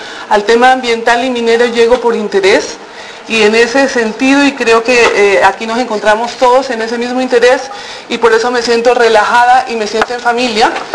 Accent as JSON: {"language": "Spanish", "country": "Colombia", "said": "creo que tenemos todos como colombianos el derecho de tener esa posición crítica"}